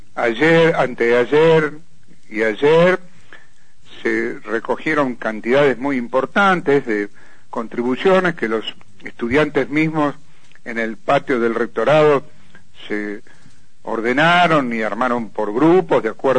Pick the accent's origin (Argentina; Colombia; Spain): Argentina; La Plata, Buenos Aires Province; Yo, que soy de La Plata, una persona de bastante tiempo, nunca vi una cosa igual.